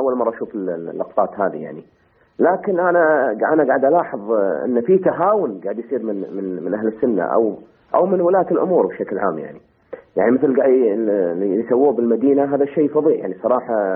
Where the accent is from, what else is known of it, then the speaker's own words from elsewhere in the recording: Kuwait; يعني أرجو أن التهاون هذا عندنا بالكويت لا يصير بالسعودية